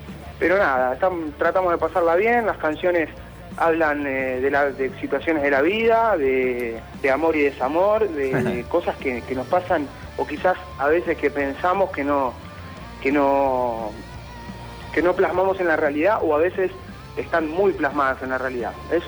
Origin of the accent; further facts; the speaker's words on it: Buenos Aires, Argentina; yo soy el único que soy acá de Buenos Aires.